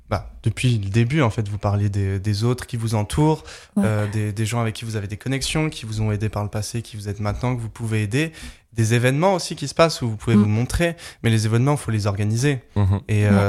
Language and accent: French; Nancy, Grand Est, France; now in Strasbourg, France; Moi, je suis originaire de Nancy, je suis parti à Strasbourg pour faire mes études.